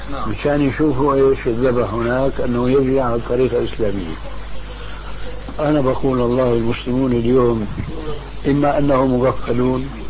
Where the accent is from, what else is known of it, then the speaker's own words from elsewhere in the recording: Damascus, Damascus Governorate, Syria; المهم كان عندنا في دمشق شيخ فاضل